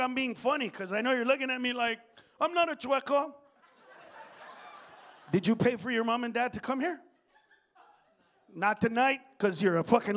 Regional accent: United States; I say we because I'm an American and I wasn't here when the shit went down

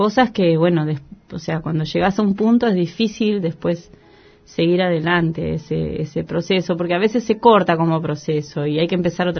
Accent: San Martín, Buenos Aires Province, Argentina; born there; Yo nací en San Martín, mi familia la mayoría eran obreros

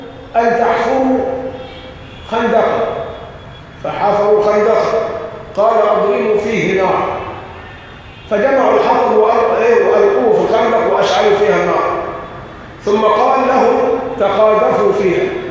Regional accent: Egypt; واحنا عندنا كمصريين مثل شعبي بيقول كل شاة برجليها معلقة

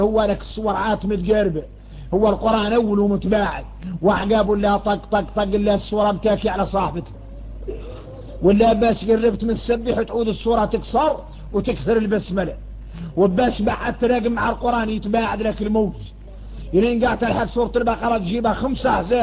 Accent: Mauritania; واحنا موريتاني

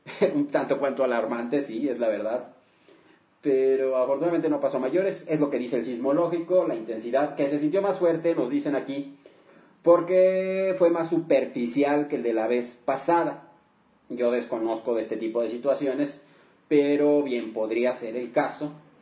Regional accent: Mexico; porque así somos los mexicanos, somos gente de muy buen humor

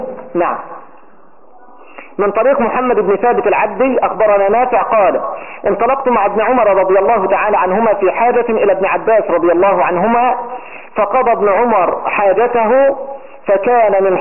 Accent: Egypt; أو لأن الدارج في بلده عندنا في مصر إن هذه الكلمة كلمة خارجة

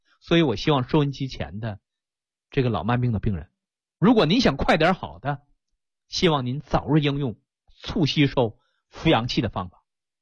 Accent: China; 我们中国人认为这种方法，用这种血能够解决这个血瘀的问题

